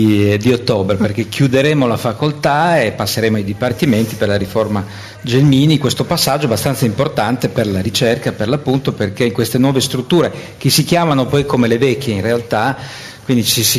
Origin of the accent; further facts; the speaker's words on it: Trieste, Friuli-Venezia Giulia, Italy; now in Bologna, Italy; Io sono triestino. Sì.